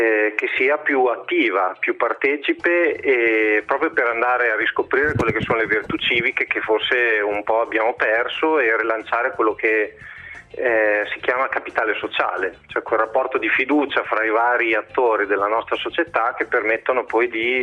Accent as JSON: {"language": "Italian", "town": "Bologna", "region": "Emilia-Romagna", "country": "Italy", "said": "visto che siamo di Bologna"}